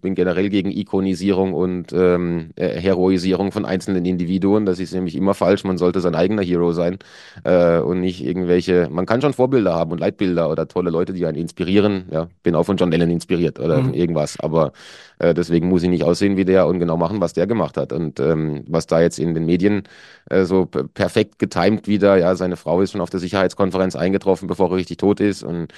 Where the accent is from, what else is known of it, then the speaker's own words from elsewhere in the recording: Baden-Württemberg, Germany; now in Switzerland; Also landschaftlich war es da im süddeutschen Black Forest, ja, Schwarzwald, wo ich herkomme, war es jetzt auch nicht hässlich.